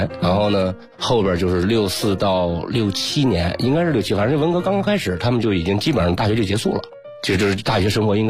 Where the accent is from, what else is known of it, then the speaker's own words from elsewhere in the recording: Jishan County, Shanxi, China; 我小时候是在山西稷山县长大的，是一个标准的一个黄土高原和河套相接的一个地儿，那叫二道坡。